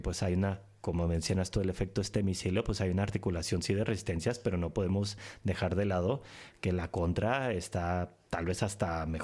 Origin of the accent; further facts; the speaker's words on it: Tijuana, Baja California, Mexico; now in Europe; En que en mi tierra, en Tijuana, se hizo bastante famoso, tristemente famoso